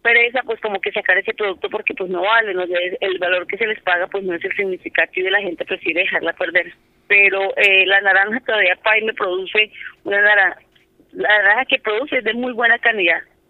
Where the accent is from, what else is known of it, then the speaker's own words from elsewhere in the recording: Cundinamarca, Colombia; Nosotros somos de Río Negro Alto, que somos San Cayetano, Villagómez, Paime.